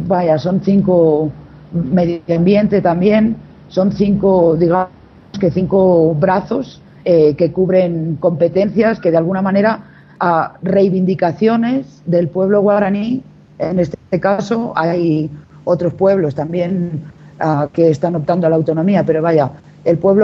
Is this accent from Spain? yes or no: yes; Catalonia, Spain; Lamento no poder estar hablando en euskera, pero soy catalana y no me ha dado para aprender tanto.